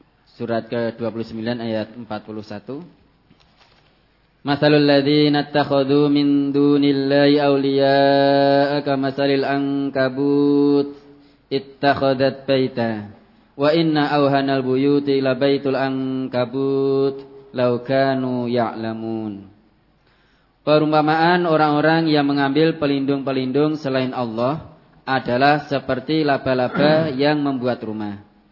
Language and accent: Indonesian; Temanggung, Central Java, Indonesia; now in Sleman, Indonesia; Saya dari Temanggung, merantau di Sleman, daerah istimewa Yogyakarta.